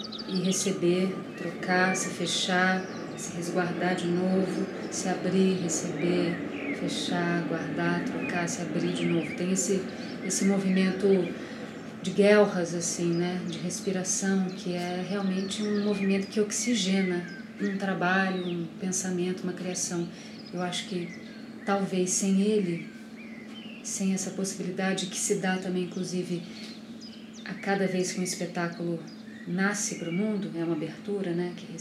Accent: Minas Gerais, Brazil; eu sou uma pessoa não binária, branca, eu venho de Minas Gerais, a minha origem geológica é das terras e montanhas de Minas.

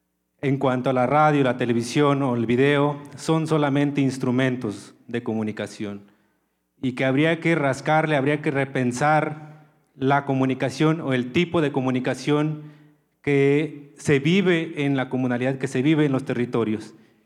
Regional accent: Tlahuitoltepec, Oaxaca, Mexico; Muy buenos días, soy de Tlahuitoltepec.

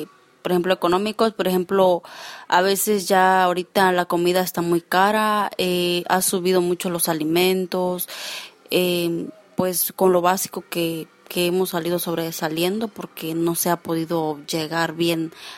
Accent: Chicomuselo, Chiapas, Mexico; Pues de barrio Vado Ancho, municipio de Chicumocelo, Chiapas.

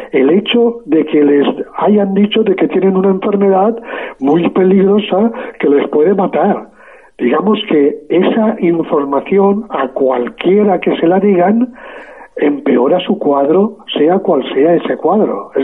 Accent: Spain; yo, como muchos españoles, tuvimos que pasar un buen rato haciendo cola

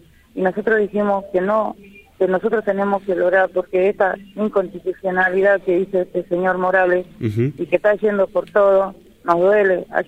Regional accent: Cangrejillo, Jujuy, Argentina; yo vengo del departamento de Yavi, del pueblo Colla, estoy exactamente en la localidad de Cangrejillo.

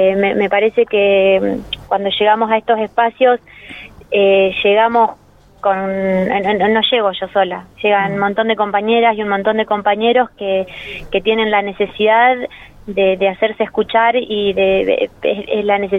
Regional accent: Villa Parque, Argentina; yo nací en un barrio. Yo crecí en Villa Parque, en el Butaro 3

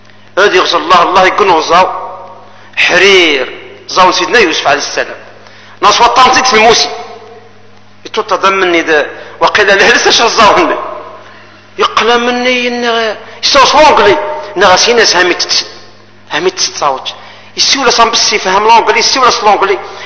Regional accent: Algeria; احنا جزائريين بلا تولة البلاد

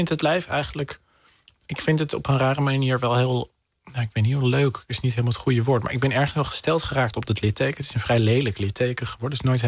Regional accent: Den Helder, North Holland, Netherlands; Mijn moeder komt uit een gezin dat geëvacueerd werd uit Den Helder. Ergens anders dan in de wijk waar ik ben opgegroeid.

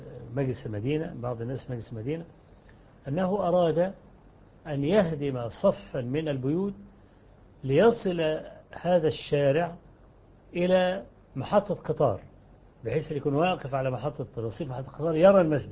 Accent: Kafr El Sheikh Governorate, Egypt; عندنا في مصر، أنهم بدأوا يهيئوا الميادين التي فيها المساجد التي فيها قبور، ويوسعوا الساحات لدرجة أن عندنا في محافظة كفر الشيخ

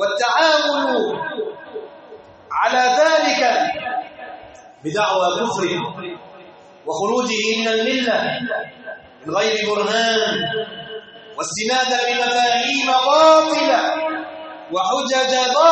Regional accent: Egypt; يغيظ قلوبهم أن يروا بلادنا مصر في أمن وأمان

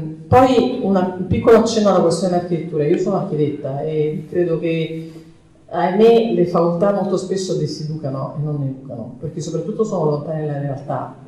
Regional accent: Naples, Campania, Italy; now in Barcelona, Spain; sono napoletana, vivo a Barcellona, quindi sono una specie di schizofrenia

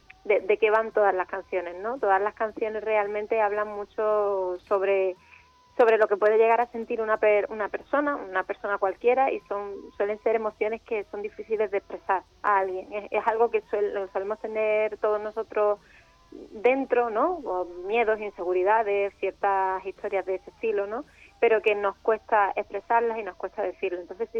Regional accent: Málaga, Andalusia, Spain; Sí, somos de Málaga.

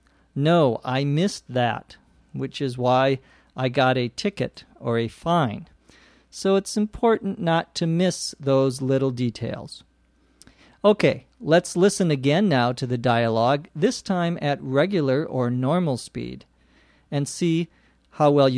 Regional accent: Los Angeles, California, United States; from Los Angeles, California.

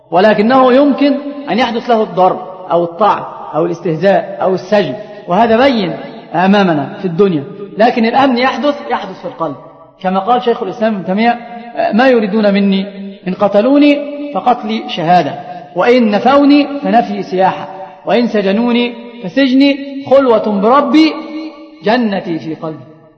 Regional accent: Egypt; عندنا في مصر هذه الأمور منتشرة جدا

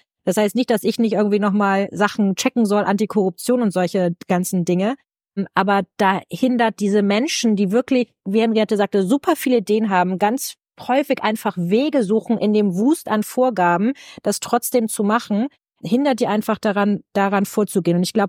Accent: Schleswig-Holstein, Germany; Soll ich dir mal als Schleswig-Holsteinerin von tollen Leuchtturmprojekten erzählen?

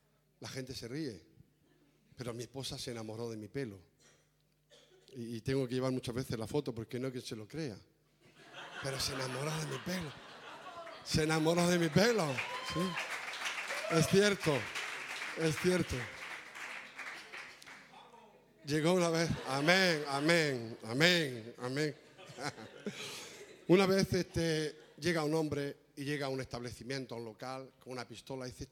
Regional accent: Cartagena, Region of Murcia, Spain; born there; now in Valencia, Spain; nací en Cartagena, vivimos en Valencia

